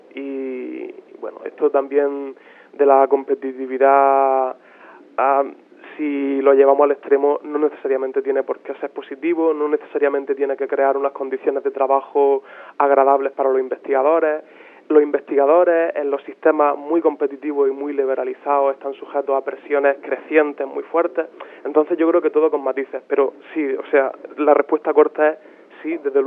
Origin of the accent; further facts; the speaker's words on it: Spain; A mí, sinceramente, no me gustaría ver en España, en mi país, tantas desigualdades entre universidades